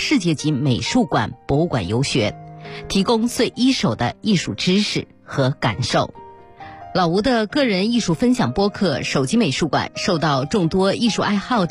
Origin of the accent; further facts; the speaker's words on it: China; 那么陶瓷艺术呢，我们中国人是很熟悉的啊